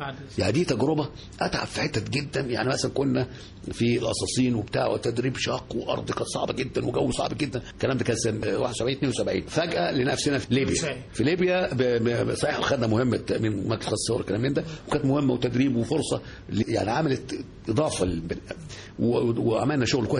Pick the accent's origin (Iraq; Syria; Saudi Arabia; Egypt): Egypt; الحمد لله كنت كل مكان بروحه ببقى انا مصري لازم ببقى كاني سفير لبلدي